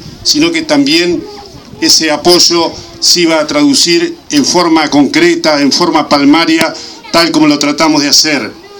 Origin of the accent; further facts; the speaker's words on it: Saladillo, Buenos Aires Province, Argentina; esta institución de mi pueblo, de nuestro querido Saladillo.